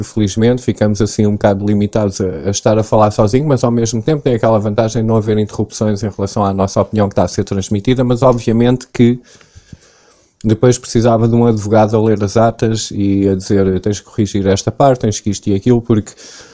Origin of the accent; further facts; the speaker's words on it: Portugal; dentro dos poucos direitos que a gente tem como portugueses.